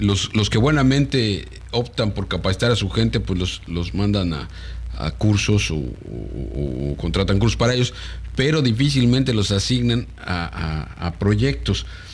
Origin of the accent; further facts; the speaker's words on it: Mexico; no en balde somos mexicanos, y somos altamente talentosos